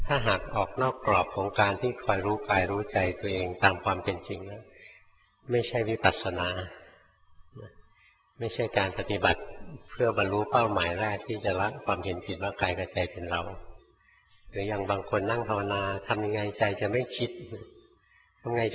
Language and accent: Thai; Bangkok, Thailand; หลวงพ่อเป็นคนกรุงเทพเกิดในกรุงเทพนะโตอยู่ในกรุงเทพจนแก่อยู่ในกรุงเทพแล้วไปบวชอยู่เมืองการ